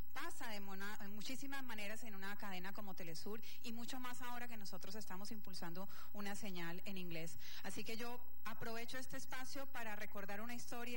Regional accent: Colombia; now in Venezuela; compartir un poco de la reflexión mía como colombiana y ya hace 13 años en Venezuela.

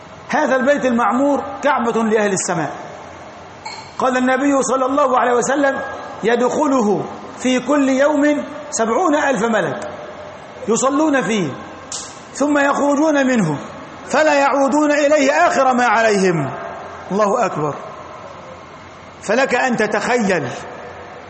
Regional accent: Egypt; والطور هو الجبل الذي عندنا في مصر الذي كلم الله عليه

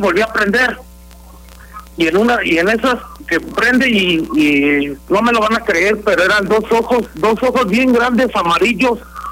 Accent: San Miguel, Guanajuato, Mexico; now in Querétaro, Mexico; Yo te estoy hablando de Querétaro, pero soy de San Miguel.

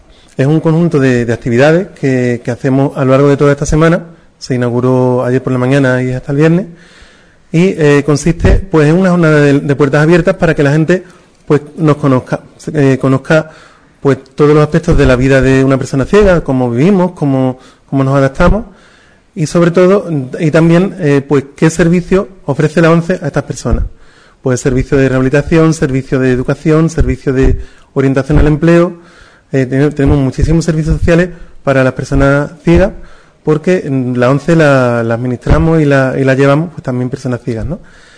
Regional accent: Jerez, Andalusia, Spain; yo que vengo de Jerez, que es una ciudad más grande, que allí lo hacemos todo un poquito más

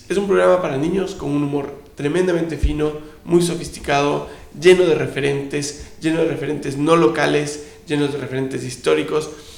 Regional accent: Ecuador; also born or lived in Chile; Yo me crié en Ecuador, yo viví 22 años en Ecuador.

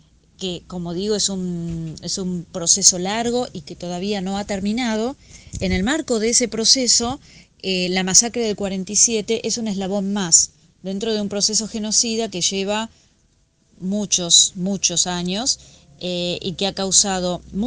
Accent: Argentina; nosotros como sociedad argentina

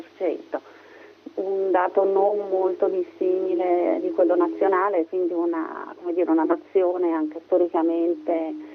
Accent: Switzerland; calato in un periodo in cui purtroppo la crisi economica ha toccato tutti, seppur con meno intensità, il mio paese.

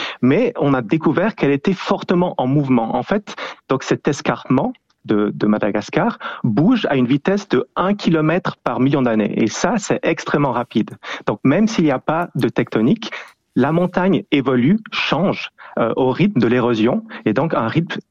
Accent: Switzerland; en tant que Suisse, on va dans les Alpes

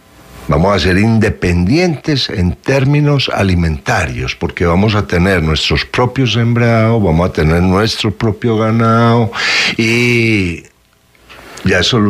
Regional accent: Colombia; Nosotros somos colombianos por cédula.

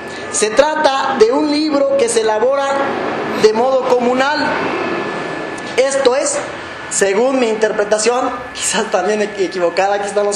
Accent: Michoacán, Mexico; Soy nativo de una comunidad indígena de Michoacán, del pueblo purépecha. Lamentablemente ya no conocí la lengua purépecha, no la hablo, no la entiendo.

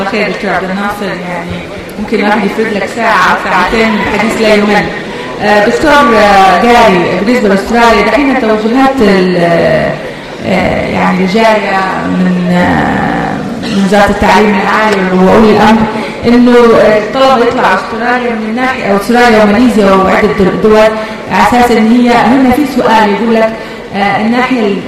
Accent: United Kingdom; أنا تربيت كطفلة في بريطانيا

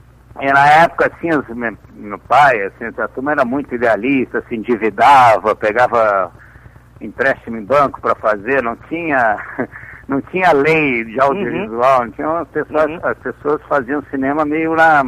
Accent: São Paulo, Brazil; born there; Meu pai é de São Paulo, eu nasci em São Paulo, né?

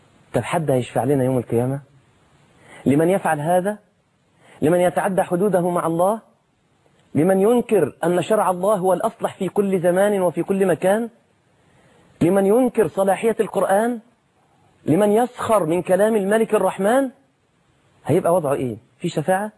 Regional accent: Egypt; عندنا في مصر

